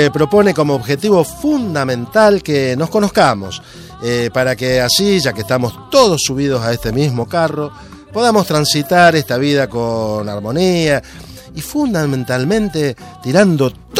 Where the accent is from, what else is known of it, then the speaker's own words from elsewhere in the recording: Santa Fe, Argentina; Provincia de Santa Fe, muy cerquita a la ciudad de donde yo vengo